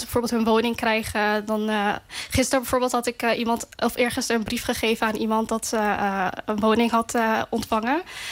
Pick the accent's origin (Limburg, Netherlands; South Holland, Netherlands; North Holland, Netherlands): North Holland, Netherlands; born there; Ja, klopt. Ik ben geboren in AZC Krailo.